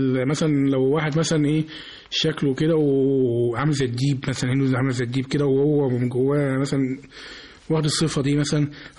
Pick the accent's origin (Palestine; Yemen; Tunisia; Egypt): Egypt; الملتقى اللي احنا بنعمله بشكل سنوي في عندنا في مصر هنا في دار الأوبرا